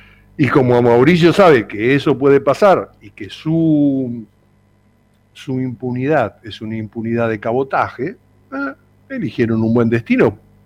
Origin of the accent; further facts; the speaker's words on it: Argentina; usted no nos representa como argentino.